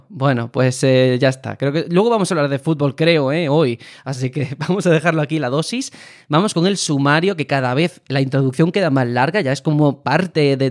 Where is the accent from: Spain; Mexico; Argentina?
Spain; Pues eso, como españoles, es una tontería realmente